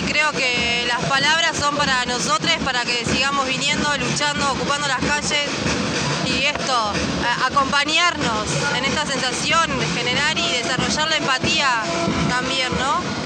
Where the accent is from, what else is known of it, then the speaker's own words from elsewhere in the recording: Cuesta Blanca, Córdoba, Argentina; vengo de Cuesta Blanca.